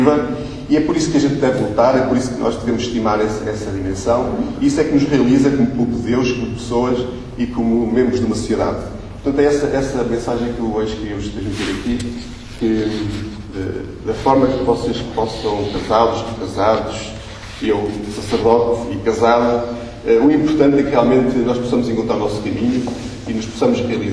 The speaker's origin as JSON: {"language": "Portuguese", "region": "Trás-os-Montes", "country": "Portugal", "said": "Eu vivo, como disse, eu sou transmontano."}